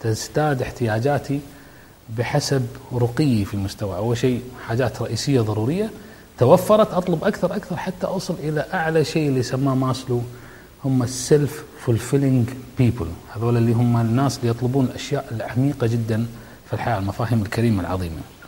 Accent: Kuwait; عندنا بالكويت وعندك أنت في بلدك وكل مكان

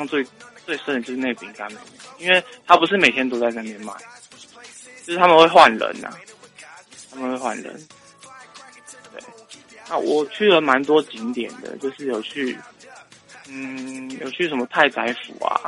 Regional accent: Taiwan; 因为我一开始我跟他说我是台湾人这样子

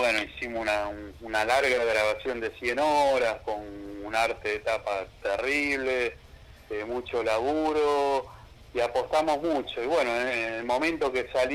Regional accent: San Justo, Buenos Aires Province, Argentina; nosotros somos acá de San Justo, Casanova, La Matanza, Buenos Aires, zona oeste.

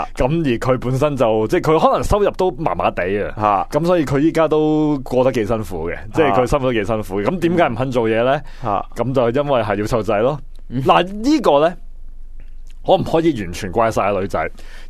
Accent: China; 我哋强国人呢嚟到香港又好，去日本又好，去泰国又好，都好鍾意买药嘅

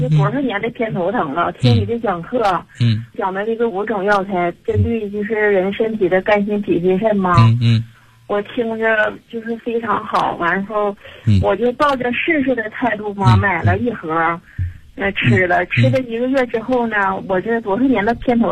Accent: Daqing, Heilongjiang, China; 我是大庆的，我今年45岁。

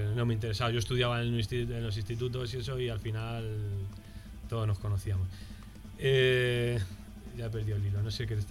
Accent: Alcalá de Henares, Community of Madrid, Spain; Yo me crié en una ciudad muy fascista, y de ahí que es Alcalá de Henares.

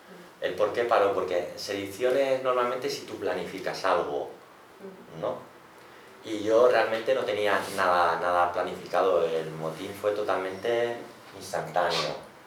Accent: Barcelona, Catalonia, Spain; Digo, no, yo soy de Barcelona y tal

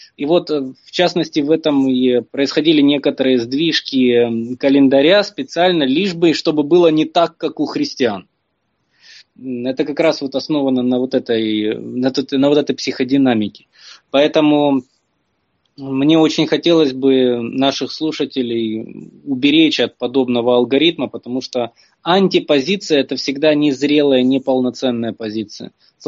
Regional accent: Ukraine; Я как украинец, украинская территориальная разновидность русских

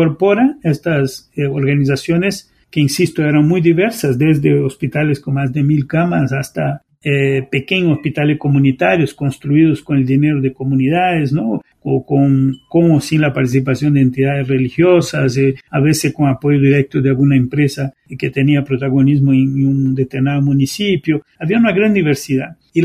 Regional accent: Brazil; En el caso de Brasil, para dar un ejemplo de mi tierra natal

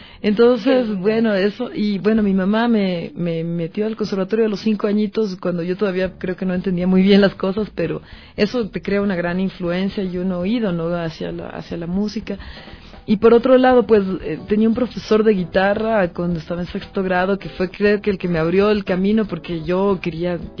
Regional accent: Quito, Pichincha, Ecuador; also born or lived in Esmeraldas; yo soy quiteña, mi padre es esmeraldeño y mi mamá también es quiteña. Entonces, bueno, tengo dividido el corazón, como yo siempre digo, porque me pasé gran parte de mi vida en Esmeraldas también, con mi abuelita.

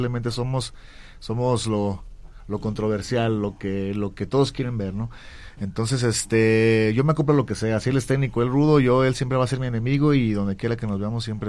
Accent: Guadalajara, Jalisco, Mexico; somos los mejores de Guadalajara, de Jalisco, y eso hay que refrendarlo ante todos.

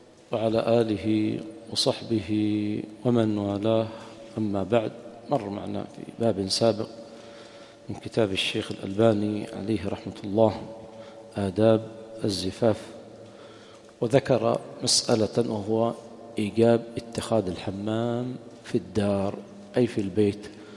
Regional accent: Yemen; أما عندنا في اليمن خاصة في المناطق الحارة حمام طبيعي ما يحتاج

